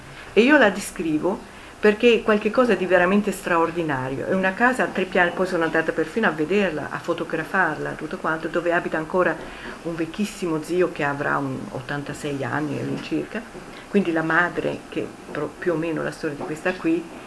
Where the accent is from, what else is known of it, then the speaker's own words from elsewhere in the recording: Rome, Lazio, Italy; io vengo da Roma e a casa mia avevamo il bagno